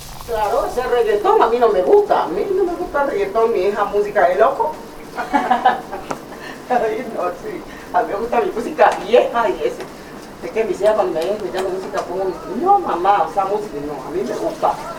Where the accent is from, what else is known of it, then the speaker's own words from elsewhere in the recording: Tumaco, Nariño, Colombia; also born or lived in Papaco; now in Cali, Colombia; Nací en Papaco, me crié en Tumaco. O sea que me llevaron de 2 años de nacida a Tumaco. Y ahí me quedé hasta que ahora me vine para Cali.